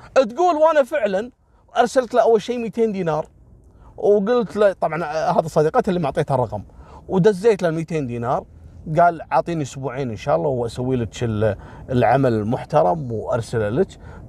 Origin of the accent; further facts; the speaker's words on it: Kuwait; والله مرة صادوا ساحر عندنا في الكويت